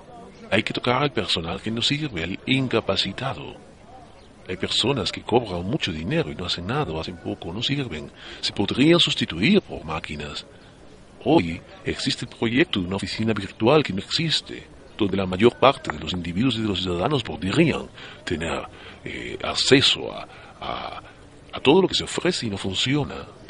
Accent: Germany; yo, como usted acaba de decir, vengo de Alemania. Son muchos años viviendo allí

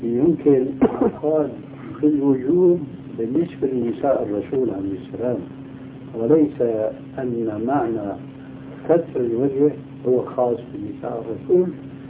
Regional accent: Syria; وهذا كان عندنا في سوريا شيء كبير منه

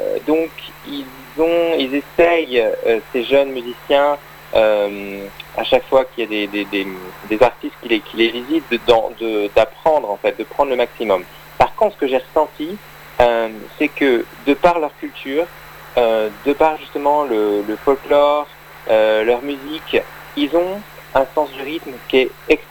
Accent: La Rochelle, Nouvelle-Aquitaine, France; Je suis originaire de La Rochelle, en Charente-Maritime.

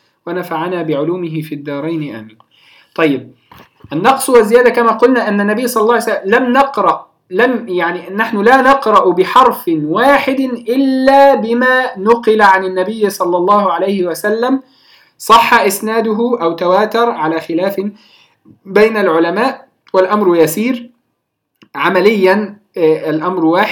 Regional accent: Egypt; على سبيل المثال عندنا في مصر نفتح موسى وما شابه

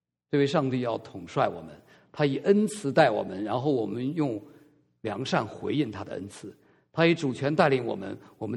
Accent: China; 当我们在大陆长大的孩子，我很不喜欢人做君王

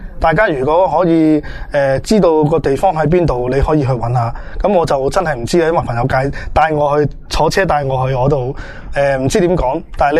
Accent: Hong Kong; 我哋香港人嚟讲咧，可能觉得会偏甜嘅

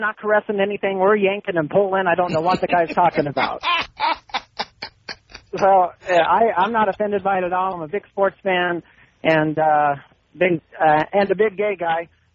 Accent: Portland, Oregon, United States; Hey, I'm from Portland.

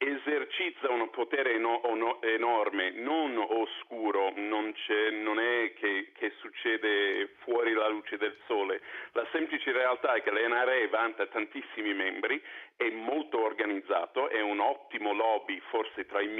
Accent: United States; da americano capisco anche la storicità del nostro diritto alle armi

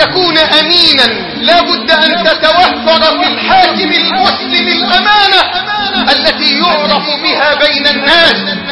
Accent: Egypt; اللهم ارزق بلدنا مصر حاكما ربانيا صالحا.

